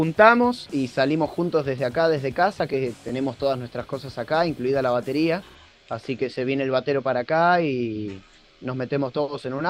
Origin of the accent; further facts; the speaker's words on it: Bernal, Buenos Aires Province, Argentina; Somos Gaby y yo somos de Bernal